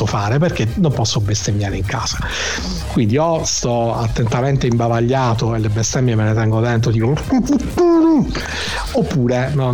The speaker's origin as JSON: {"language": "Italian", "region": "Apulia", "country": "Italy", "said": "Avete ragione, ragazzi, sono pugliese, perdonate, ho questa inflessione orrenda."}